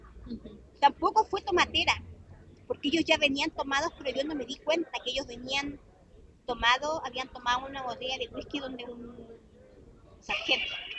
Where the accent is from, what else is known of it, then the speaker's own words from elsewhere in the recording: Puerto Natales, Magallanes, Chile; Soy de Puerto Natales.